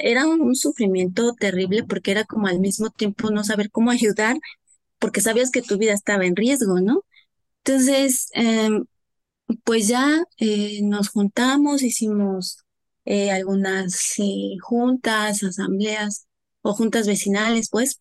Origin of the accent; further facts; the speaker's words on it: Huautla de Jiménez, Oaxaca, Mexico; now in Valle de Chalco, Mexico; yo vivo en Valle de Chalco, No soy originaria de aquí, soy originaria de Oaxaca, de Huautla de Jiménez, de la Sierra Mazateca, somos migrantes.